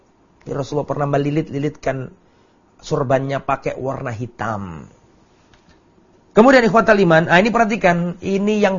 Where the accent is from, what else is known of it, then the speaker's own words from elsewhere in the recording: Lamongan, East Java, Indonesia; Saya di desa misalnya, di desa saya Lamongan misalnya, saya sholat, orang sana adatnya adalah memakai sarung sama pakai baju sama songkok.